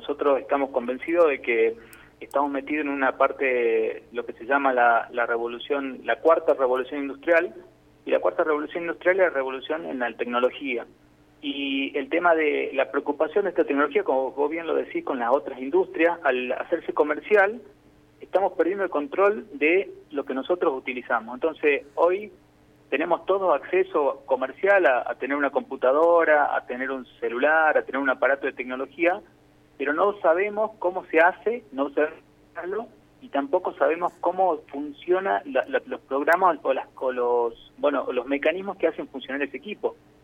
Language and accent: Spanish; Jujuy, Argentina; also born or lived in Buenos Aires; yo soy de Jujuy, pero estuve en Buenos Aires, y cuando vuelvo a la provincia